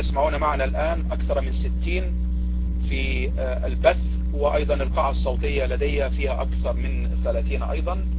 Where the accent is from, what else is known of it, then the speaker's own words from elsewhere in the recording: Egypt; now in United States; أنا من مصر لكن أعيش في أمريكا، نعم من مصر وأعيش في أمريكا